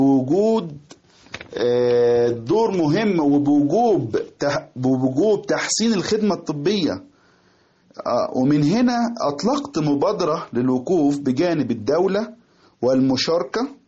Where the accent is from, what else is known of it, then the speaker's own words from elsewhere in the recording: Gharbia, Egypt; now in Abha, Saudi Arabia; استشاري جراحة قلب والصدر. أحييكم من مدينة أبها بالمملكة العربية السعودية، وخاصة أحيي أبناء بلدتي بيت يزيد والقراشية وطوخ ومنية الطوخ والبندرة ومنية البندرة وبلاي مركز الصمتة محافظة الغربية.